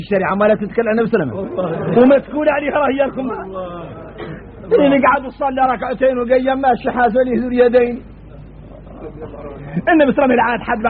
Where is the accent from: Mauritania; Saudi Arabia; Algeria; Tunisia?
Mauritania; احنا موريتاني بينا شدة تجهل الواحد منا